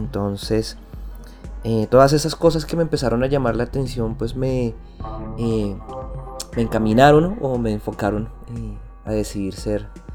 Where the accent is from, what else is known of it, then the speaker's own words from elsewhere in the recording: Bogotá, Colombia; born there; Yo nací en Bogotá, capital de Colombia